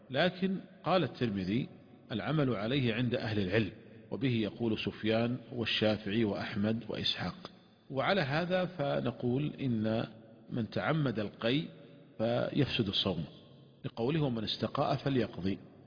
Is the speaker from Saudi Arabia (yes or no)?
yes; Saudi Arabia; مثلا عندنا في المملكة العربية السعودية قد يصل النهار قد يصل إلى 16 ساعة أو 17 ساعة